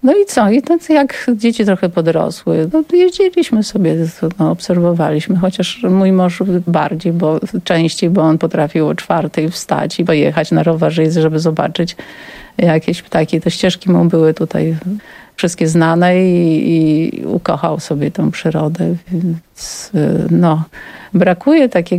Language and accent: Polish; Nowa Ruda, Lower Silesian Voivodeship, Poland; Ja pochodzę z Dolnego Śląska. Moja mama przywędrowała na Dolny Śląsk z Wołynia.